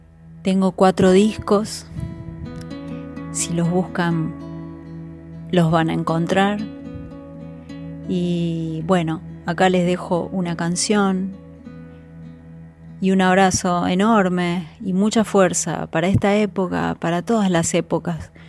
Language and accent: Spanish; Salta, Argentina; Soy compositora, cantautora, salteña